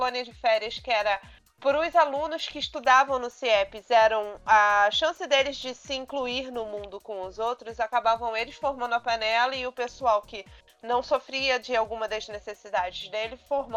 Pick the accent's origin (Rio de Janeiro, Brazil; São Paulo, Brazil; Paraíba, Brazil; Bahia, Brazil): Rio de Janeiro, Brazil; Nova Iguaçu; Eu sou de Nova Iguaçu, pra quem não conhece o estado do Rio, mas eu cresci no mesmo bairro que tinha um CIEP